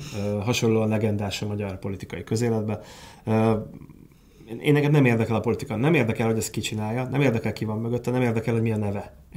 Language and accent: Hungarian; Hungary; de igazából én szeretek magyar lenni, mert ez egy gyönyörű nyelv, egy gyönyörű ország